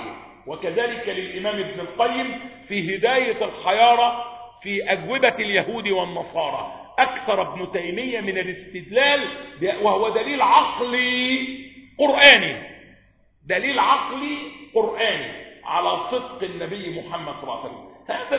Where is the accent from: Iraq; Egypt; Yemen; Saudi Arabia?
Egypt; والواقعة عندنا في مصر 30 سنة